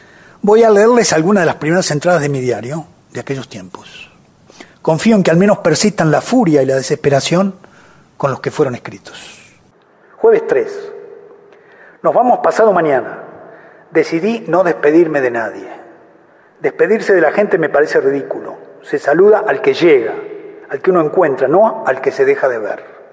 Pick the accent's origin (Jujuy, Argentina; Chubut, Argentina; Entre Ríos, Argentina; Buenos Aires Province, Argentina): Buenos Aires Province, Argentina; Adrogué; born there; also born or lived in Mar del Plata; En marzo del 57 abandonamos medio clandestinamente a Drogué, un suburbio de Buenos Aires donde yo había nacido y donde había nacido mi madre, y nos fuimos a Mar del Plata, una ciudad que está a 400 kilómetros al sur de la provincia de Buenos Aires.